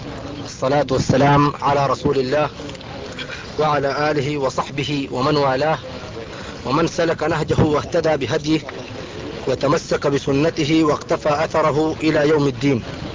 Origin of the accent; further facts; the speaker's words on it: Sudan; نحن شباب من السودان من جماعة أنصار السنة المحمدية